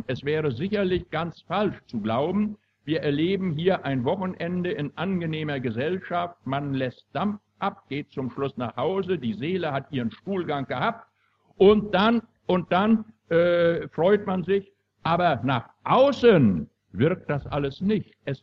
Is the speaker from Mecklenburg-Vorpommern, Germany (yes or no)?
yes; Mecklenburg-Vorpommern, Germany; Ich, meine Damen und Herren, stamme aus Mecklenburg und ich stamme aus Vorpommern